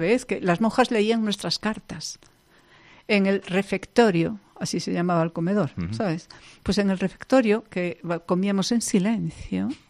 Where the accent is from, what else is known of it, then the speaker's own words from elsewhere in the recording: Galicia, Spain; first language Galician; Spanish is a second language; mi primera lengua es el gallego. Y es una lengua en la que me siento muy cómoda y muy bien.